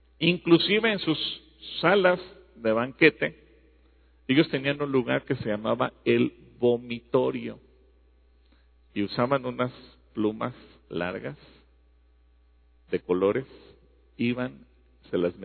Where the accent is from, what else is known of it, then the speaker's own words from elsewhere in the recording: Mexico; como mexicanos aunque seamos de Oaxaca, de Guerrero, de Colima, de Nayarit